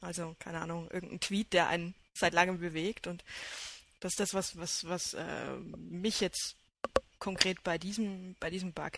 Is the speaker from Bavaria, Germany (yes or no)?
yes; Bavaria, Germany; Also ich denke da jetzt gerade beispielsweise an die Heimatbistümer, wo ich herkomme